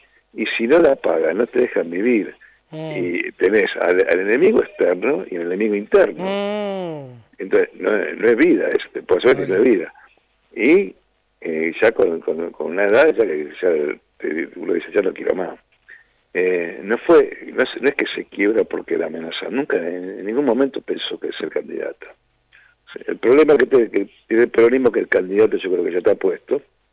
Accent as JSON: {"language": "Spanish", "town": "Haedo", "region": "Buenos Aires Province", "country": "Argentina", "said": "Yo soy de Aedo, de Racing. Y peronista"}